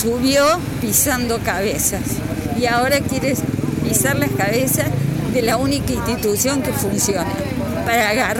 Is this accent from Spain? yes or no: no; Carlos Paz, Córdoba, Argentina; nacida y criada en Carlos Paz